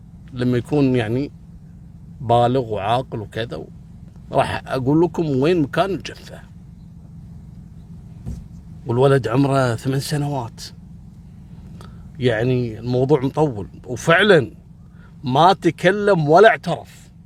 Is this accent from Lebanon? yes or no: no; Kuwait; مثل اللي حصل عندنا قبل 3 أيام في الكويت